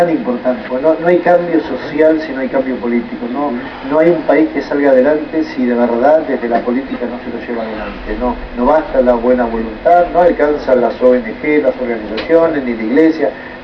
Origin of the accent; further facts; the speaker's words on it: Argentina; Yo creo que el compromiso nuestro como argentinos